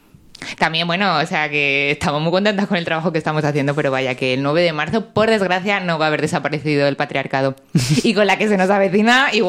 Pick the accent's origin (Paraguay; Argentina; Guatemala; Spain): Spain; Granada, Andalusia; la gente que no soy de Granada no la vais a conocer